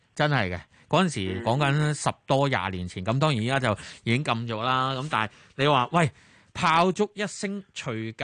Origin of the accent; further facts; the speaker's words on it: Guangzhou, Guangdong, China; 我因为我乡下都系广州啦。